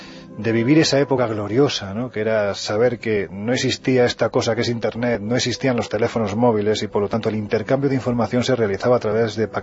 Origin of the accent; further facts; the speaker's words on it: Jaén, Andalusia, Spain; cuando me pongo delante de un micrófono casi un resorte en mi cabeza hace que me quite mi acento, yo soy de Jaén. Y en Jaén, evidentemente, cuando yo tenía apenas mis 12 añitos